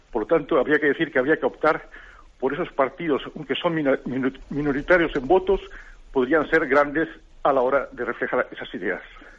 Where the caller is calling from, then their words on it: Almería, Andalusia, Spain; de Almería.